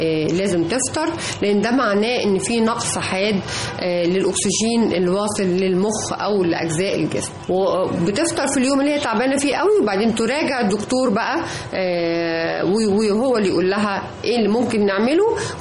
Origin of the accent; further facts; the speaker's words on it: Egypt; أنيميا البحر المتوسط اللي هي منتشرة جدا عندنا في مصر